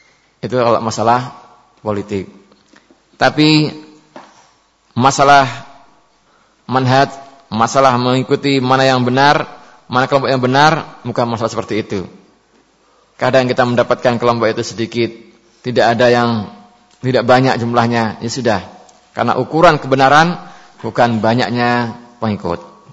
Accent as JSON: {"language": "Indonesian", "region": "West Java", "country": "Indonesia", "said": "Saya ini orang Sunda, beda."}